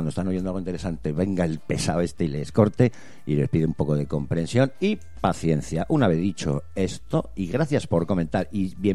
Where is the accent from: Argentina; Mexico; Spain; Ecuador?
Spain; Basque Country; nosotros somos vascos, aquí hubo una inmigración del 30% en su momento